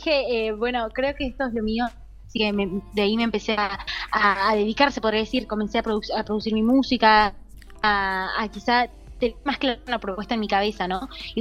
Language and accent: Spanish; Tucumán, Argentina; Así es, bueno, soy tucumana.